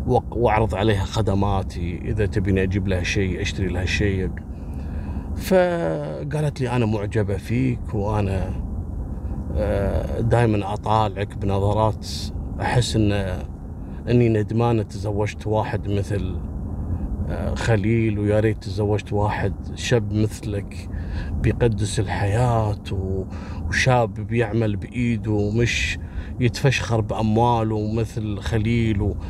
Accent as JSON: {"language": "Arabic", "country": "Kuwait", "said": "عندنا في الكويت"}